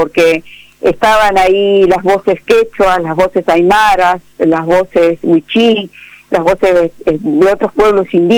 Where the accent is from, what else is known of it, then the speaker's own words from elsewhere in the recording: Argentina; me decían, pero vos parece que no sos argentina, porque no hablas como porteño. Uh-huh. Y no, bueno, Argentina es más grande que Buenos Aires y que el puerto.